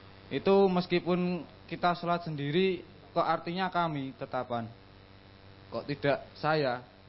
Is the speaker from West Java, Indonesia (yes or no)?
no; Ngadiluwih, East Java, Indonesia; asal saya Ngadiluwe.